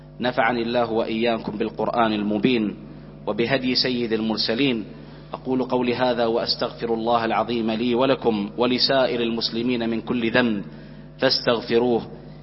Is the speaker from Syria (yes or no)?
no; Bahrain; اللهم احفظ بلدنا البحرين